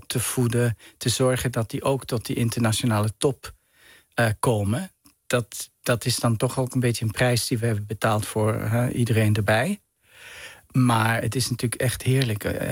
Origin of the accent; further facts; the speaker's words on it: Gstaad, Bern, Switzerland; Ik ben opgegroeid in Zwitserland in een bergdorp. Een beetje een mondain dorp, Gstaad.